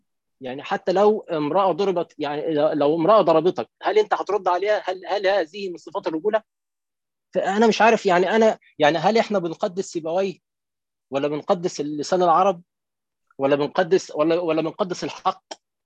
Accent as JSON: {"language": "Arabic", "country": "Egypt", "said": "ده مثلا عندنا في مصر"}